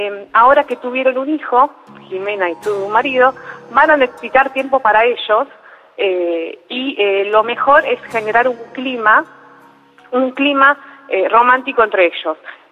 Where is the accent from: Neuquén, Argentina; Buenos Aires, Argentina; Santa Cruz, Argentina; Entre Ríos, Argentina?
Buenos Aires, Argentina; De Capital, de Caballito.